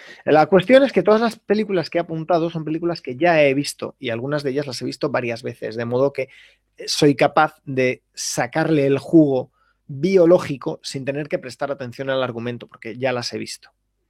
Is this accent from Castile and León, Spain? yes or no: yes; Valladolid, Castile and León, Spain; now in Seville, Spain; Soy de Valladolid. Viví durante 11 años en León. Ahora vivo en Sevilla, pero yo soy de Valladolid.